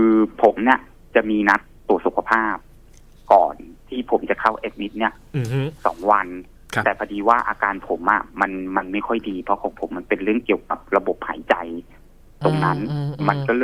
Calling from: Chonburi, Thailand; อ๋อชลบุรีครับผม

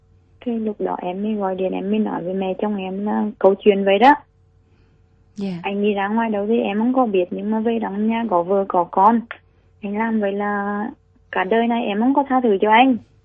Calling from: Thủ Đức, Ho Chi Minh City, Vietnam; Em đang gọi điện từ quận 9 Thủ Đức.

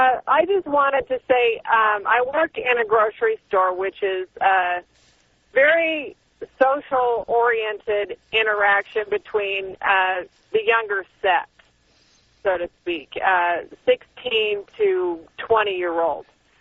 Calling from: Phoenix, Arizona, United States; I am calling from Phoenix. I'm a first-time caller.

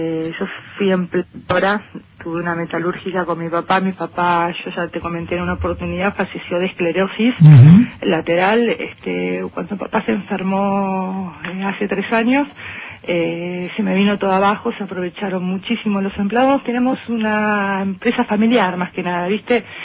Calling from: Buenos Aires, Argentina; de Belgrano.

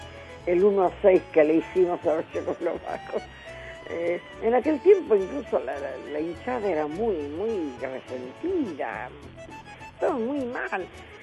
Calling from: Morón, Buenos Aires Province, Argentina

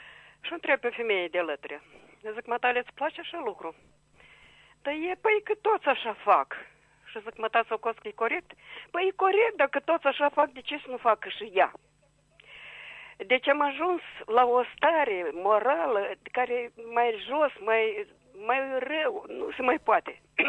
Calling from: Chișinău, Moldova; din Chișinău.

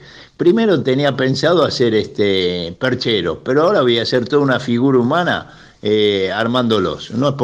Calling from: Caballito, Buenos Aires, Argentina; de Caballito.

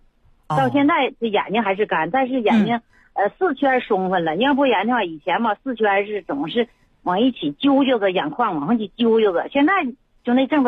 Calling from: Shenyang, Liaoning, China; 我是沈阳的朋友。

